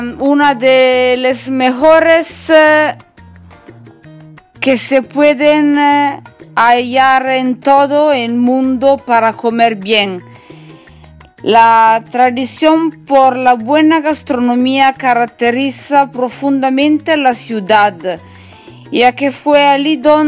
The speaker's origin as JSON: {"language": "Spanish", "region": "northern Italy", "country": "Italy", "second_language": "Spanish", "said": "yo soy italiana del norte de Italia."}